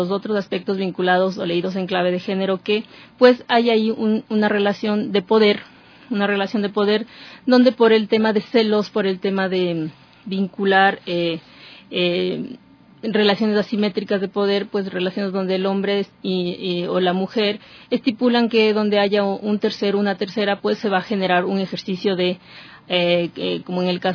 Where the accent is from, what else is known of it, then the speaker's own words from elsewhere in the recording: Ecuador; para nosotros como ecuatorianos es una mirada de avanzada